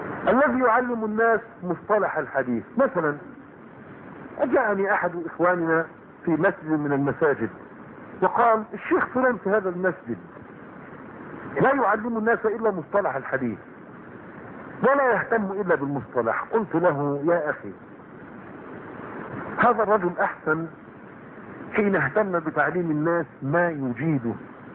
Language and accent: Arabic; Egypt; فتيات الان عندنا في مصر